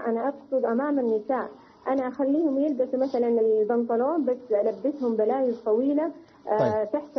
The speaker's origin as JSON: {"language": "Arabic", "town": "Mecca", "region": "Makkah Province", "country": "Saudi Arabia", "said": "لا أنا من أهل مكة"}